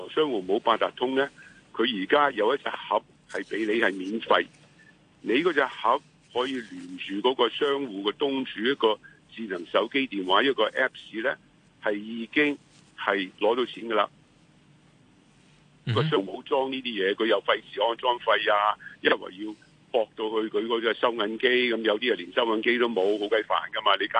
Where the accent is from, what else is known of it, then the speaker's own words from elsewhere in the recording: Hong Kong; 我們香港人為何不可以上去呢